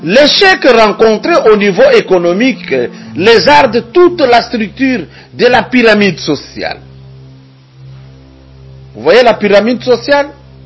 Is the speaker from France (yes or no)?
no; DR Congo; L'Européen, pour mieux vivre, il vient puiser de la richesse chez nous au Congo.